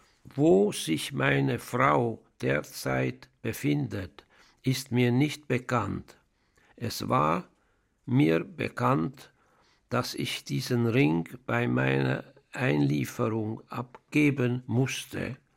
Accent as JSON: {"language": "German", "region": "Budapest", "country": "Hungary", "tie": "born or raised there", "moved": "yes", "lives_now": "Switzerland", "said": "Ich bin in Ungarn, in Budapest, geboren am 6. April 1930 und lebe jetzt in der Schweiz. Diese Kriegszeit habe ich in Ungarn verbracht."}